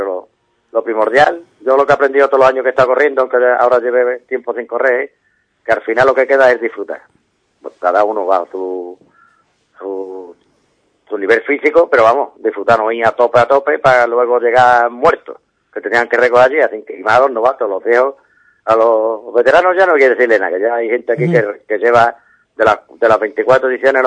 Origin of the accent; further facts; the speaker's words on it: Ubrique, Andalusia, Spain; el pueblo de Ubrique hay que darle un 10, porque es de las carreras que yo conozco, no es porque sea mi pueblo